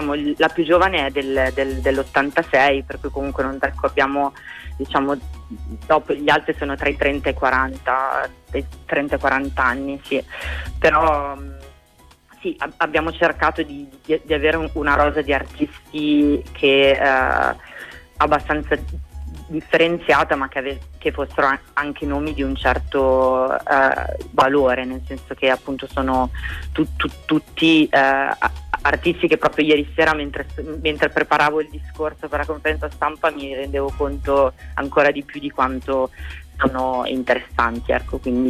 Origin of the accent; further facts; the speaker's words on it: Milan, Lombardy, Italy; accent: Milanese; also born or lived in Turin; now in Bologna, Italy; Vengo da anni di Torino, adesso Bologna, per cui sto perdendo il mio accento milanese, però sì, sono milanese.